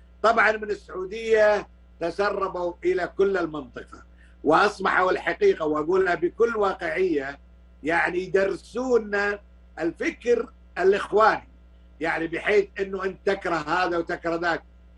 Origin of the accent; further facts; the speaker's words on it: Kuwait; أنا ما طلعت من الكويت